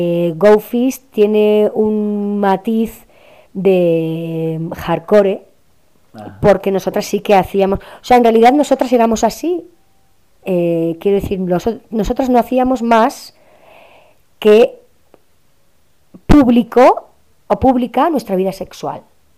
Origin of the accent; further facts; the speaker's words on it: Basque Country, Spain; encima yo, que vengo de Euskal Herria, con todo este tema del terrorismo y tal